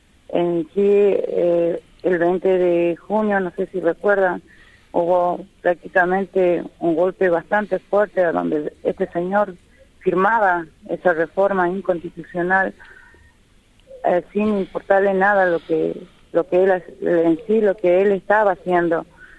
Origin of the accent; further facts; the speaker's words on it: Cangrejillo, Jujuy, Argentina; yo vengo del departamento de Yavi, del pueblo Colla, estoy exactamente en la localidad de Cangrejillo.